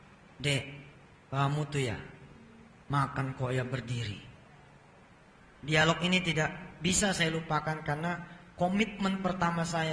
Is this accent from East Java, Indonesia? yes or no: no; Jakarta, Indonesia; Sehingga kita-kita orang Jakarta mengenal orang Ambon seperti orang yang kasar.